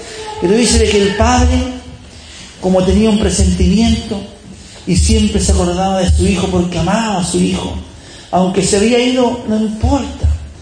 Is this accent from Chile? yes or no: yes; Chile; Estoy puro tonteando, como decimos un chileno